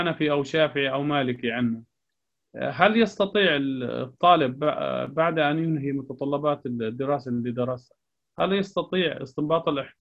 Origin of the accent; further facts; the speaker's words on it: Jordan; يعني قبل فترة عندنا في الأردن